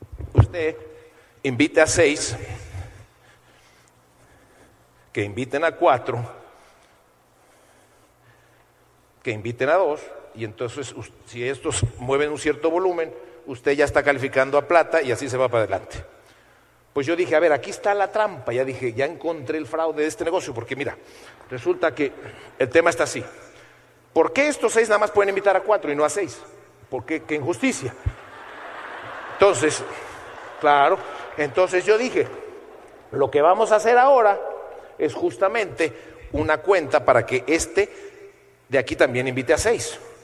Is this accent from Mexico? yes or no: yes; Mexico; porque yo tenía mucho más contactos que ella, porque yo soy mexicano y es española y tal.